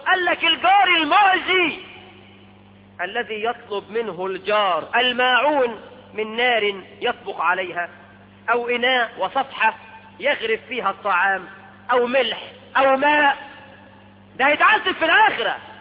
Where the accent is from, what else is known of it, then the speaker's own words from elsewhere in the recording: Egypt; احنا كمصريين